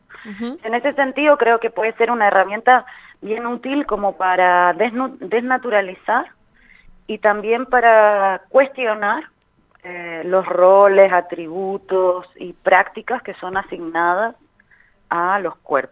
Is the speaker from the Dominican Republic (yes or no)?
no; Chile; now in Spain; soy de Chile, pero vivo en España hace un montón de años.